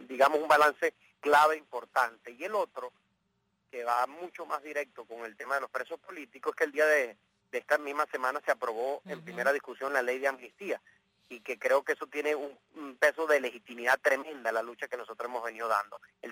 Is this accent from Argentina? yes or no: no; Venezuela; born there; Yo nací en Venezuela, todo lo que he podido construir en mi vida se lo debo a ese país